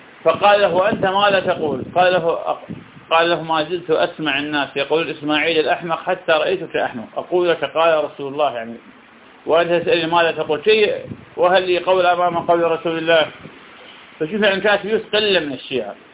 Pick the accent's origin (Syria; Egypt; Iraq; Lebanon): Iraq; البصرة من أغلى المحافظات عندنا بالعراق، وأهلها الآن للأسف من أفقر الناس